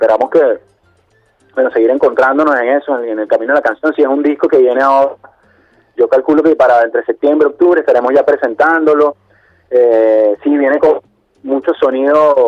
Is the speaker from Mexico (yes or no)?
no; Venezuela; sentirnos fuertes en nuestra identidad y en lo que somos como venezolanos